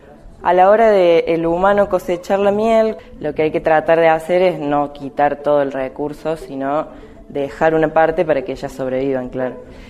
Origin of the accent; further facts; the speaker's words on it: Alta Gracia, Córdoba, Argentina; soy ingeniera agrónoma. Soy de Altagracia y soy apicultora.